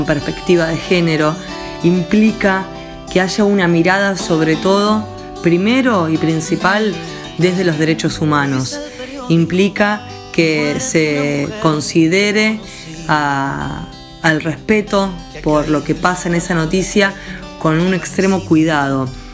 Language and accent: Spanish; Capitán Bermúdez, Santa Fe, Argentina; Soy de la ciudad de Capitán Bermúdez.